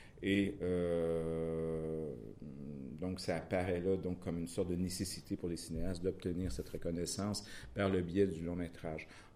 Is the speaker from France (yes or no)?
no; Quebec, Canada; je peux dire au moins que chez nous, au Québec, on constate un intérêt